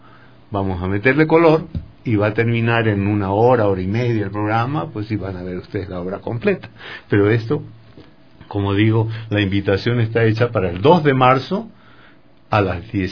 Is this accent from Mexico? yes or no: no; Chile; now in Ecuador; a mí me aceptaron siendo chileno, ¿no?